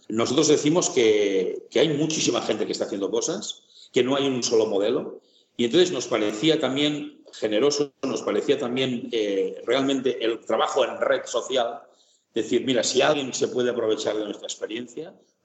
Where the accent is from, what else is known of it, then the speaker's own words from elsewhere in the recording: Catalonia, Spain; yo soy catalán, pero me he casado con una navarra